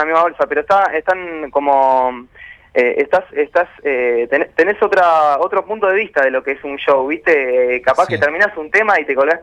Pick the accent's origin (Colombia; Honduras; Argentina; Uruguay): Argentina; Mar del Plata, Buenos Aires Province; also born or lived in Neuquén; Yo soy de Mar del Plata y viví mucho tiempo en Neuquén